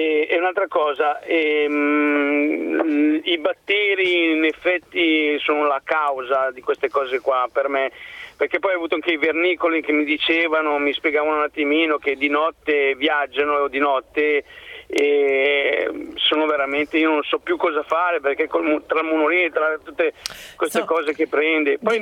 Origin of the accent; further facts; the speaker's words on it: Seveso, Lombardy, Italy; io sono in autostrada, ma sono di Seveso in provincia di Monza Brianza